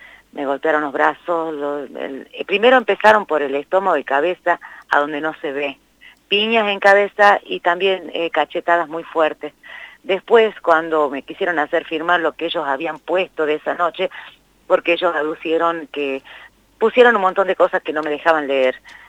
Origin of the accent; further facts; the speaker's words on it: Concepción, Tucumán, Argentina; No, yo soy de Concepción, que es la primera ciudad de Tucumán